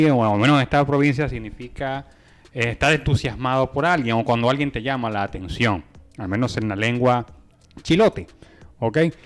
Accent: Venezuela; Y en mi región, en Venezuela, también significa enojad

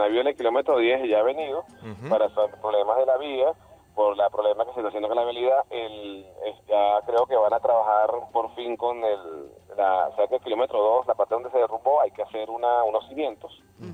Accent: El Junquito, Capital District, Venezuela; Yo no soy de esta zona, pero recuerda que yo soy de Junquito.

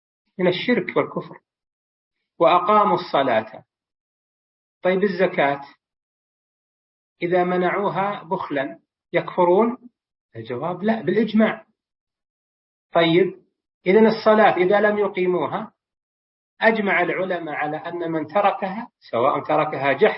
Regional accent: Saudi Arabia; وفي بلادنا المملكة العربية السعودية وفي دول الخليج والبلدان المجاورة

